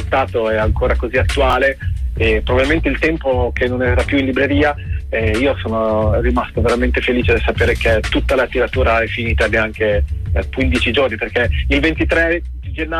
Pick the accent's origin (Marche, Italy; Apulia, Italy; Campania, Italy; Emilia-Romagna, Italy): Marche, Italy; Pesaro; Sono di Pesaro e il nostro mare ha quella... è veramente strano, perché è profondo